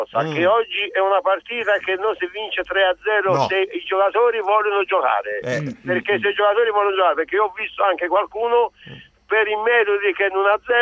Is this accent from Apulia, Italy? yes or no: yes; Apulia, Italy; born there; also born or lived in Rome; now in Florence, Italy; da bambino mi chiamavano … quando da bambino nel paese, perché io sono pugliese di nascita.